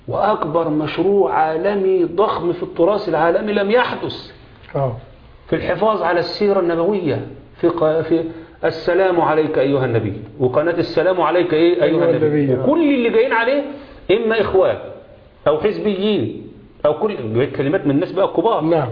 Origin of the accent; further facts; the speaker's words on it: Egypt; ادي احنا مصريين، ما احنا السعوديين